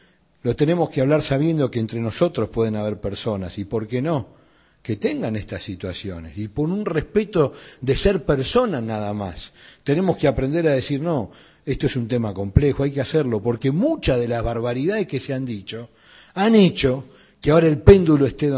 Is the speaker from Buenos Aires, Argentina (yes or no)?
yes; Buenos Aires, Argentina; yo de chico en Pompeya